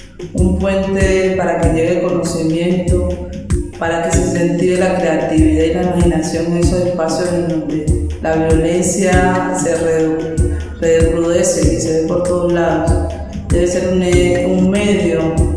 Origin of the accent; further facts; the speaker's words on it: Barbacoas, Nariño, Colombia; vengo desde Barbacoa, Nariño